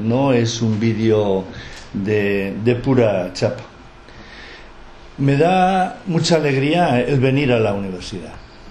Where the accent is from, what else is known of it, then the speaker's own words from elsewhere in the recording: Lekeitio, Basque Country, Spain; Entonces, yo soy de Lequeitio.